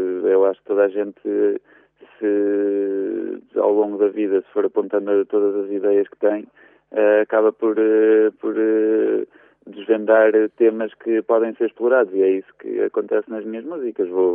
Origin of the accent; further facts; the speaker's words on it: Viseu, Portugal; now in Lisbon, Portugal; eu sou de Viseu e na casa onde morei quando era pequenito, da minha janela eu via a Serra da Estrela todos os dias.